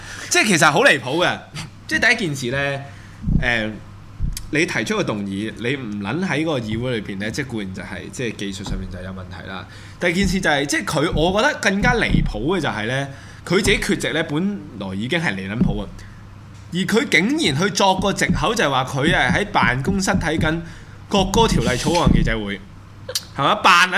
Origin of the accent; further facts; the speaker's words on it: Hong Kong; 又可以點樣令到我哋香港人喺我哋嘅運動當中嘅借鑑咧